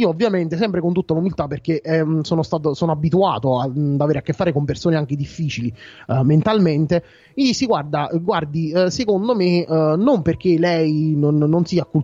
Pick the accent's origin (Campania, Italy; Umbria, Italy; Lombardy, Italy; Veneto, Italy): Campania, Italy; Fisciano; also born or lived in Salerno; vengo da Fisciano, tornare a Salerno per me non è un problema perché lo conosco come le mie tasche, visto che ho abitato per tanti anni a Salerno.